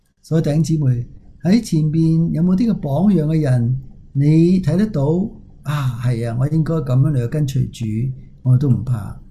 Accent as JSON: {"language": "Chinese", "country": "China", "said": "我都是中国人"}